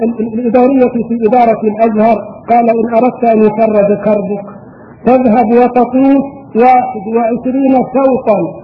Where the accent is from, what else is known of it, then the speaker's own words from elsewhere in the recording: Egypt; واذكر ايام اقامتي هناك وكم في بلادي مصر من صالحين